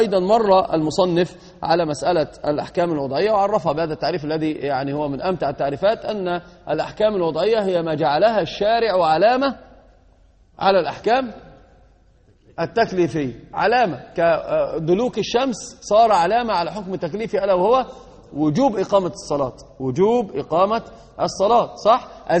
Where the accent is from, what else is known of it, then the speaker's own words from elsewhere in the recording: Egypt; المثل عندنا في مصر يقولون الرجل من ساعة بينفخ في قربة مقطوعة